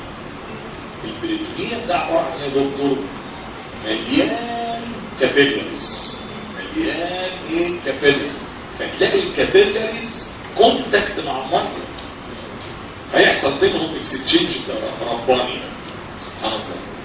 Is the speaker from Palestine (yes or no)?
no; Egypt; بس احنا بلدنا مصر في مصر حاجه بلاد الحلوه دي